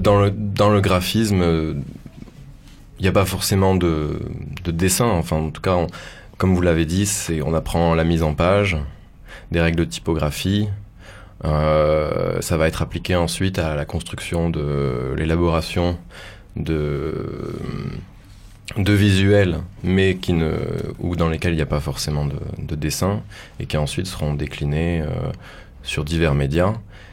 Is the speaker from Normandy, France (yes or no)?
no; Toulouse, Occitanie, France; also born or lived in Paris; Je suis revenu sur Paris et puis j'ai essayé de quitter Paris plusieurs fois et puis j'y suis parvenu et me revoilà à Toulouse, là d'où je viens.